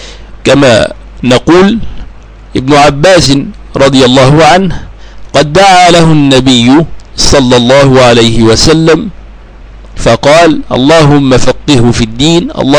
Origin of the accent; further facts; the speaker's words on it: Egypt; ثم درست المذهب الشافعي وأسير في دراسته، وهو الذي يسود عندنا في بلدنا مصر